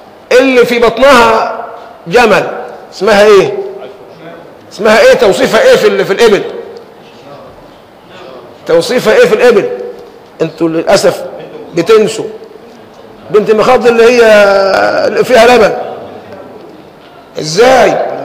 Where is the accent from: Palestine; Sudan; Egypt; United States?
Egypt; أنت مصري وأنا مصري، إيه اللي يفصلني عنك أو يفصلك عني؟